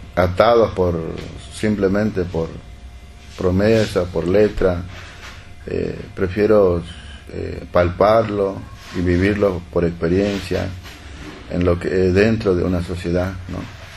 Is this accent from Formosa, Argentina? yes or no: yes; Formosa, Argentina; vengo de la provincia de Formosa, en colonia aborigen La Primavera.